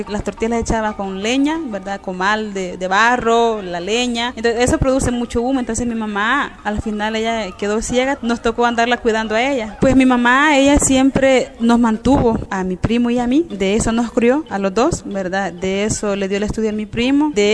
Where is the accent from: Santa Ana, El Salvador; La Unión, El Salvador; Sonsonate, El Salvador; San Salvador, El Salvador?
Sonsonate, El Salvador; San Julián; soy originaria de San Julián, de un pueblo de Sonsonate.